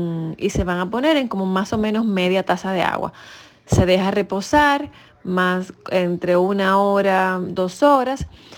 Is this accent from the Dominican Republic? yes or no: yes; Dominican Republic; soy de República Dominicana